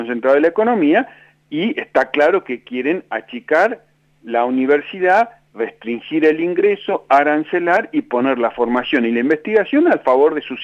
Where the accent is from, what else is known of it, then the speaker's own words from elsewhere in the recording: Neuquén, Argentina; Yo soy de Neuquén, imagínese